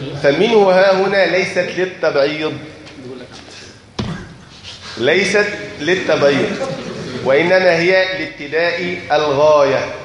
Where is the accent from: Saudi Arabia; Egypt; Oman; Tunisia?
Egypt; يعني الإخوان عندنا في مصر